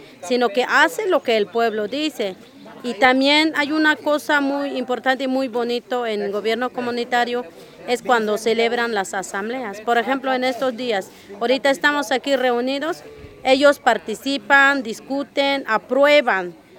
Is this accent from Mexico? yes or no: yes; Coquiltel, Chiapas, Mexico; en este momento estamos en mi región, que es la región Chich. Mi comunidad se llama Coquiltel.